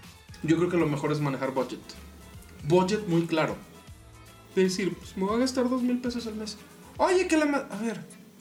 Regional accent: Nuevo León, Mexico; Y soy el único regio del equipo.

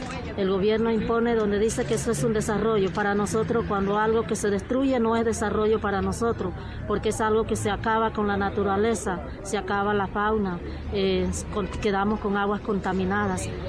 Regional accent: Panama; porque como panameñas tenemos derecho a nuestras propias decisiones y decidir qué es lo que queremos en nuestro territorio.

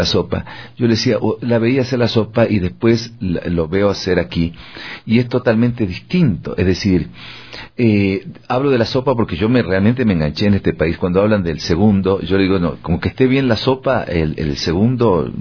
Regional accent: Argentina; Yo vengo del país de Mafalda, ¿no?

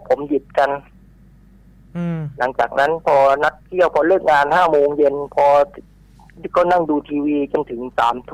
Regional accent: Phuket, Thailand; ผมเป็นคนภูเก็ต

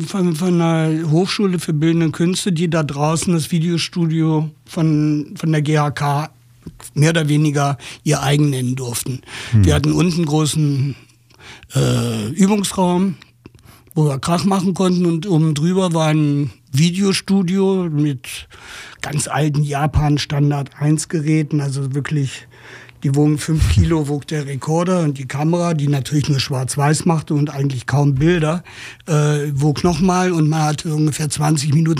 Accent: Göttingen, Lower Saxony, Germany; Also ich komme eigentlich aus Göttingen, was noch dichter an Ostzone lag. Und Göttingen ist eine feine, liebe, kleine Studentenstadt

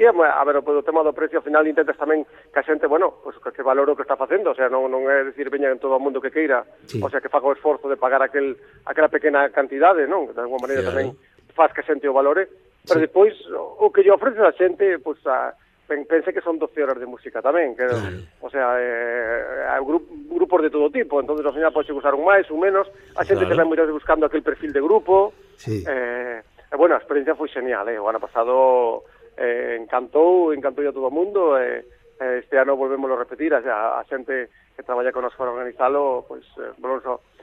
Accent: Ourense, Galicia, Spain; tamén está ben que nos recordemos que somos do Ourense e que temos que facer cousas en Ourense

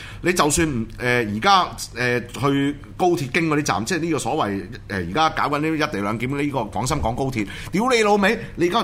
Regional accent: Hong Kong; 本地我哋香港人有香港嘅咖喱嘅。

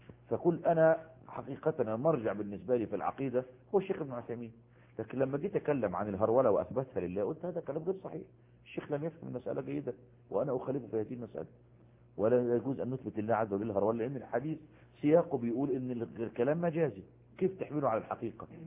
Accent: Egypt; وجد المصافحة منتشرة عندنا في مصر

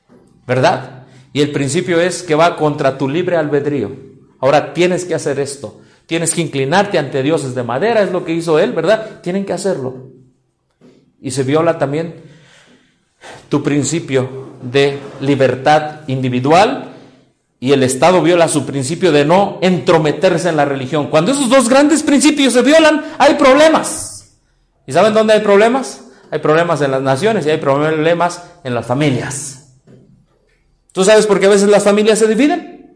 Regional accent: Hidalgo, Mexico; Yo vengo del estado de Hidalgo.

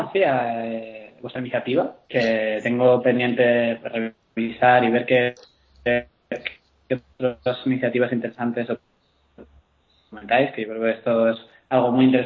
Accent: Zaragoza, Aragon, Spain; born there; yo nací en Zaragoza, en una ciudad aquí en España, en 1982, tengo 33 años.

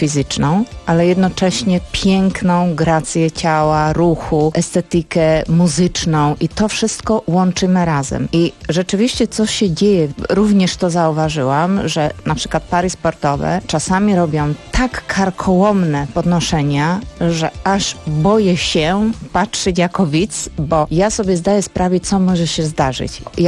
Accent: Slovakia; Polish is a second language; ja jako Słowaczka byłam poproszona

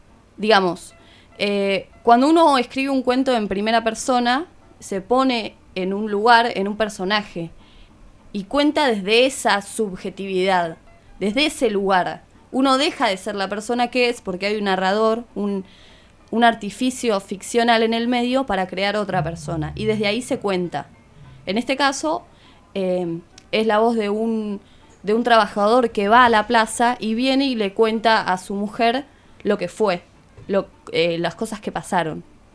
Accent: Argentina; En esta otra idea que nos atraviesa como argentinos también

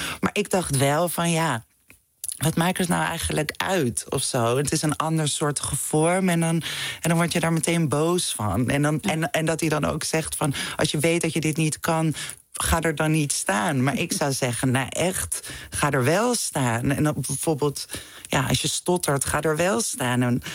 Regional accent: Amsterdam, North Holland, Netherlands; Ik ben geboren in de Jordaan in Amsterdam. Maar toen zijn we naar Zuid verhuisd, naar de Johannes Verhulstraat.

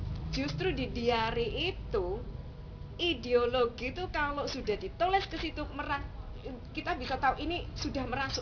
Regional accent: Surabaya, East Java, Indonesia; saya bilang, saya ini orang Indonesia, saya bilang, lahir besar di Surabaya.

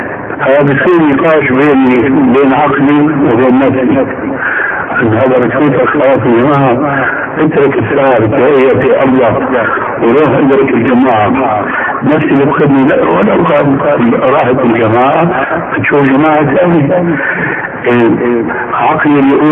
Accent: Damascus, Damascus Governorate, Syria; وانا ربيت في دمشق وكنت ادخل

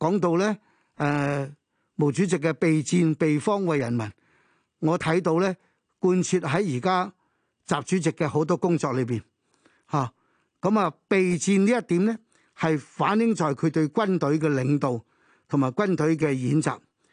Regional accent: Hong Kong; 即係可能冇我哋香港人回顧問題嗰種嘅唔好講話瀟灑

